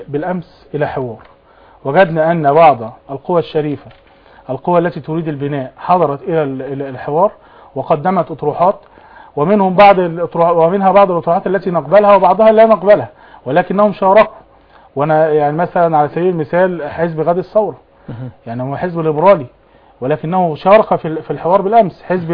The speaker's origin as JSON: {"language": "Arabic", "country": "Egypt", "said": "انا وحضرتك احنا كمصريين دلوقتي في الدوله"}